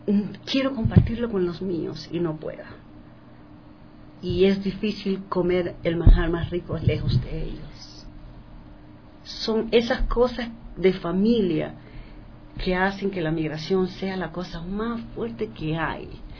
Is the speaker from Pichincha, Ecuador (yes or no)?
no; Guayaquil, Guayas, Ecuador; moved away as an adult; Así que decidí... me vine de Guayaquil a Quito.